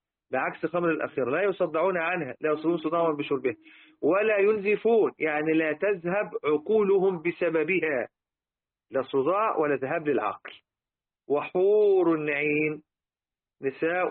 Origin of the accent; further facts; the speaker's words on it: Egypt; لذلك احنا حتى عندنا في مصر